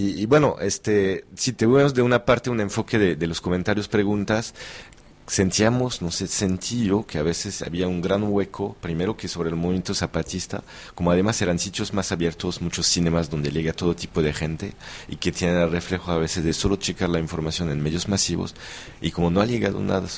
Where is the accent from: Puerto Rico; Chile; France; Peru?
France; Yo soy de Francia, nunca conocí a Europa como la conocía ahorita por este viaje de 3 meses.